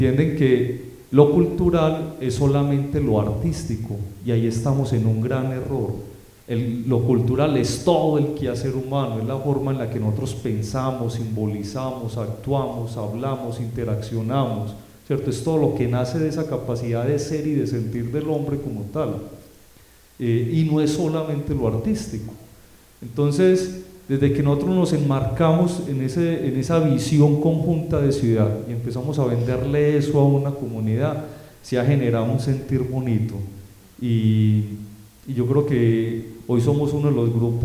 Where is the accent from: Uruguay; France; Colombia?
Colombia; Un gran problema que tenemos todos como ciudadanos y especialmente como colombianos es que no sabemos trabajar en equipo.